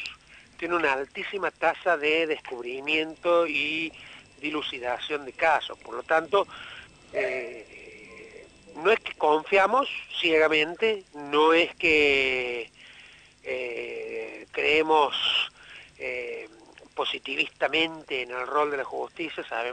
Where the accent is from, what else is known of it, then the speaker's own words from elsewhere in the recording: Argentina; conmigo en particular se ensañaron por que soy argentino